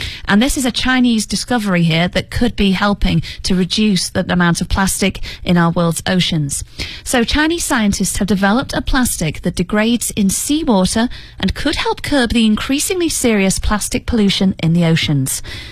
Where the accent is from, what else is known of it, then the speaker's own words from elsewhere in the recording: United Kingdom; Now, I'm obviously British